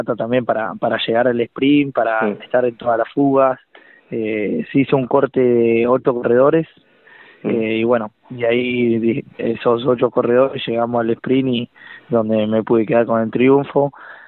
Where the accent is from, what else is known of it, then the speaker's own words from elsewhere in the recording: Necochea, Buenos Aires Province, Argentina; born there; now in Santa Rosa, Argentina; yo soy nacido en Necochea y ahora vivo en Santa Rosa ya hace 5 años